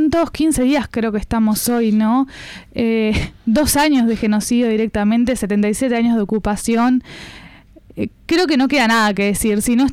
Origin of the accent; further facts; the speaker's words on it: Uruguay; nosotros los uruguayos no estamos de acuerdo con el genocidio